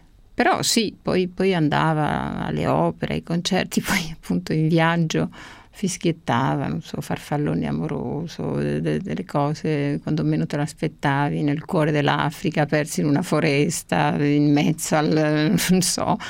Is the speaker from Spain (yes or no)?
yes; Spain; Italian is a second language; perché comunque, appunto, essendo spagnola è tutto un po' diverso